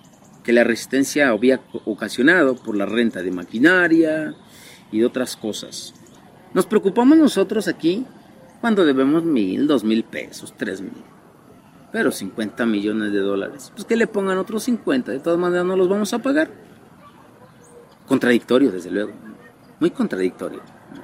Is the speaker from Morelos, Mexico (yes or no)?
yes; Amilcingo, Morelos, Mexico; de esta comunidad de Amilcingo, municipio de Temuac, Morelos. Soy originario de esta comunidad, tengo 32 años, soy campesino orgullosamente.